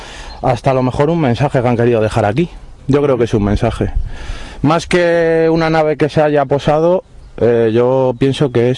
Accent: Madrid, Community of Madrid, Spain; now in Cabanillas, Spain; Yo soy de Madrid, pero vivo aquí en Cabanillas desde hace como un año así.

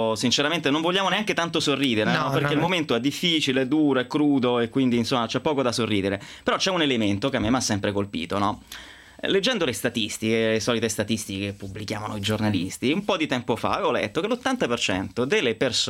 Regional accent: Umbria, Italy; io sono umbro, tu marchigiana

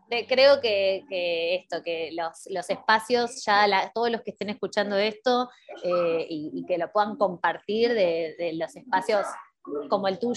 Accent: Argentina; porque nosotras particularmente somos de Argentina

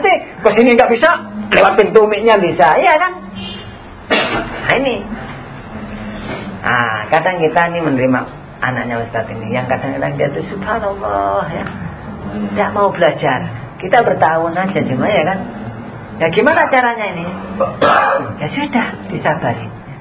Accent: Java, Indonesia; Kebanyakan orang Jawa. Kita ini orang Jawa, rata-rata. Madura Jawa juga.

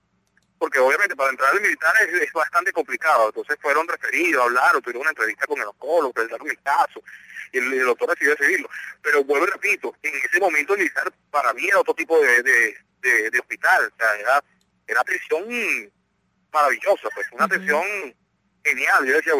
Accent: Venezuela; Pero es que nosotros somos venezolanos igual que ustedes. Todos somos venezolanos.

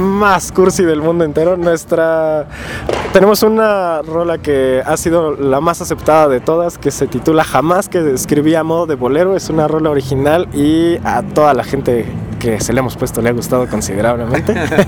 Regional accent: Mexico; no nos fomentamos como mexicanos, ni nos respetamos como mexicanos

